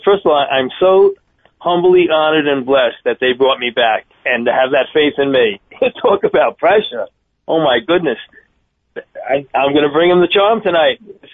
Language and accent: English; New York, United States; growing up in New York, in the old days, retirement age was 65.